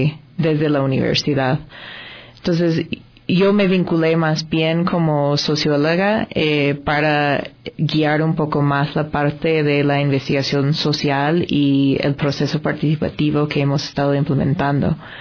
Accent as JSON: {"language": "Spanish", "country": "United States", "second_language": "Spanish", "moved": "yes", "lives_now": "Ecuador", "said": "yo no soy ecuatoriana de nacimiento. Soy estadounidense, llevo 10 años viviendo en Ecuador y trabajando en temas de desarrollo y participación."}